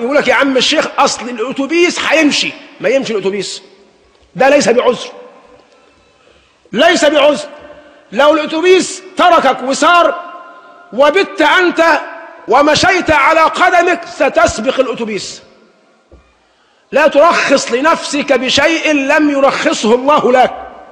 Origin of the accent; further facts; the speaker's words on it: Egypt; لكن نحن كمصريين بالذات أدمنا أن نسير بالرخص المزورة